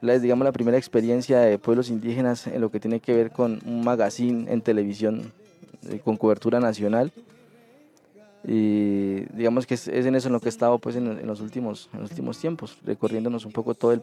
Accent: Cauca, Colombia; moved away; Después de algunos años pues salí del Cauca, de mi tierra

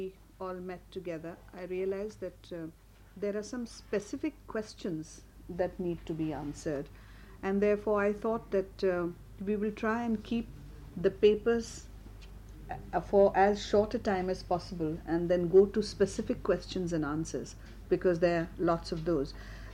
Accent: Mumbai, Maharashtra, India; first language Marathi; English is a second language; I come from Bombay. My language is Marathi.

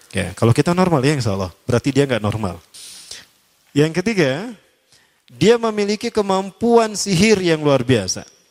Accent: Bandung, West Java, Indonesia; born there; Kayak saya lahir di Bandung, Al-Bandungi.

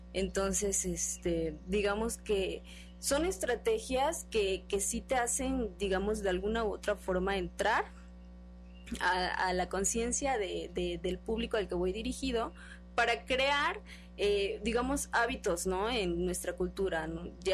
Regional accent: Veracruz, Mexico; yo soy de Veracruz, aprovechando que tenemos, por ejemplo, el mar

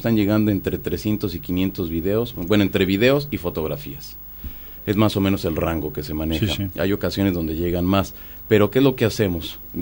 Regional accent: Mexico; al menos en mi país, en México, 1991, la gente comenzaba a tener cámaras de video

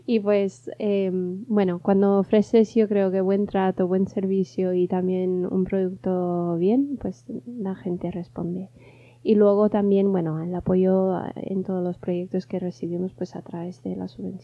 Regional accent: United States; Spanish is a second language; como soy de Estados Unidos

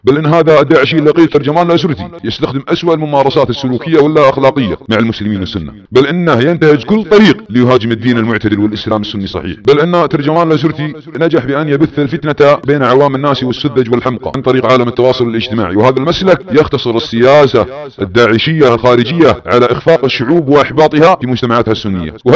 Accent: Saudi Arabia; في محاربة بلادنا السعودية وحكامنا

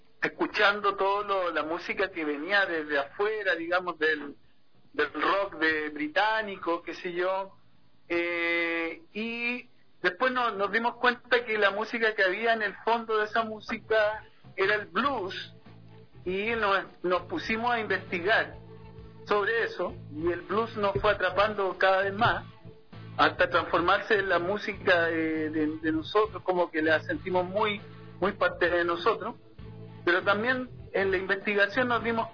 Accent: La Serena, Coquimbo, Chile; born there; de donde nosotros nacimos, acá en el Valle del Elqui, en La Serena, en Chile.

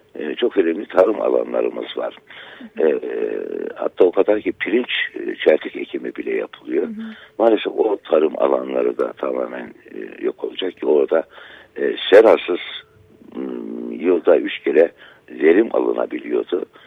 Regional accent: Artvin, Turkey; Benim köyüm Derneği Barajı suları altında kaldı. O Artvin'in kültürünü oluşturan köylerden bir tanesiydi.

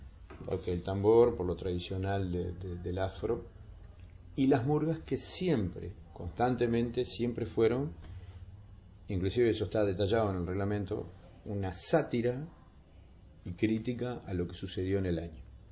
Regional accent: Montevideo, Uruguay; Yo soy del Cerro de Montevideo

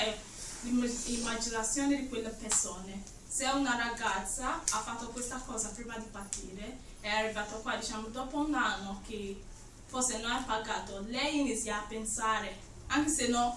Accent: Nigeria; Italian is a second language; Perché io sono da Nigeria, quindi quello che sta parlando capisco.

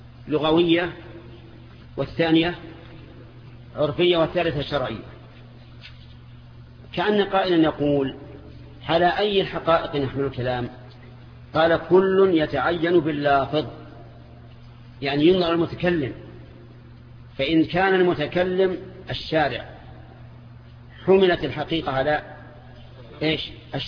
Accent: Najd, Saudi Arabia; أما عندنا في نجد فالشاة هي الأنثى من الضأن

